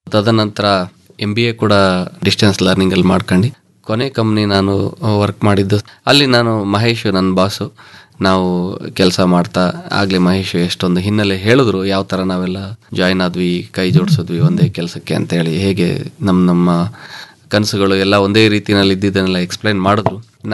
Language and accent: Kannada; Krishnarajanagara, Karnataka, India; also born or lived in Holenarasipura; ಮೂಲತಃ ನಮ್ಮದು ಹೊಳೆ ನರಸೀಪುರ, ತಂದೆ ವಿಲೇಜ್ ಅಕೌಂಟೆಂಟ್ ಆಗಿದ್ದರು, ತಾಯಿ ಗೃಹಿಣಿ. ನಾವು ಸೆಟ್ಲ್ ಆಗಿದ್ದೆಲ್ಲ ಕೆಆರ್ ನಗರದಲ್ಲಿ, ತಂದೆಗೆ ಕೆಲಸ ಕೆಆರ್ ನಗರ ಸುತ್ತಮುತ್ತ ಇತ್ತು.